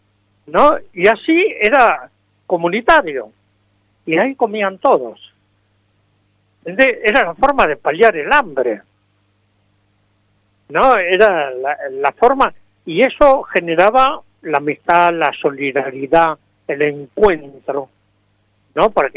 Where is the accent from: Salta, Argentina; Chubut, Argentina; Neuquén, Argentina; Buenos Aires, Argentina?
Buenos Aires, Argentina; born there; yo nací en la República de San Telmo, limítrofe con la República de La Boca y con la República de Montserrat.